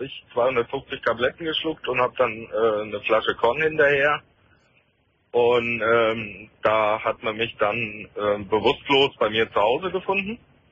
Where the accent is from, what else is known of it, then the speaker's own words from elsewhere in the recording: Nuremberg, Bavaria, Germany; ich war zweimal in Nürnberg in der Therapie, weil ich komme aus Nürnberg.